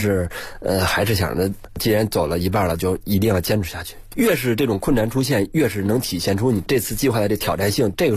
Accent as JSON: {"language": "Chinese", "region": "Beijing", "country": "China", "said": "I'm Chinese， 什么 I'm come from 北京，我来自北京的"}